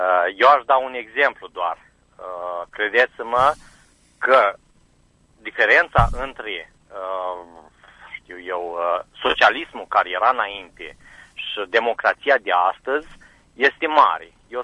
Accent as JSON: {"language": "Romanian", "country": "Romania", "said": "Sunt la Cricova, sunt român."}